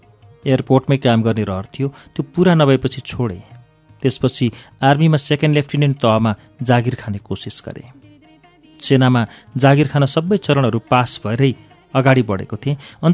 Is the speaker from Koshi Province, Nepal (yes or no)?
no; Kathmandu, Bagmati, Nepal; काठमाडौँको पुरानै बासिन्दा हो मेरो परिवार. उच्च मध्यमवर्गीय परिवारमा आरुबारी सिमलटारमा म जन्मिएँ.